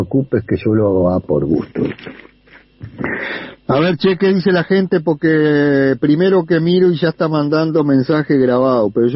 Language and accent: Spanish; Punta Espinillo, Montevideo, Uruguay; Yo también soy de Punta Espinillo.